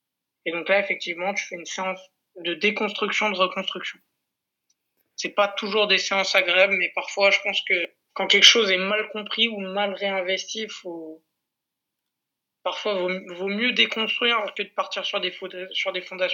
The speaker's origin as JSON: {"language": "French", "region": "Corsica", "country": "France", "said": "Moi je suis d'origine corse. Je suis originaire de la région de la Castaniche."}